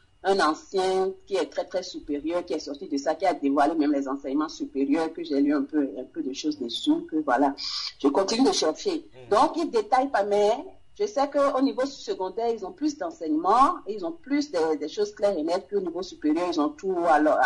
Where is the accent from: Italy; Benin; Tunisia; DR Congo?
Benin; now in France; Dès que j'ai quitté le Bénin pour la France, les choses se sont empirées dans ma famille.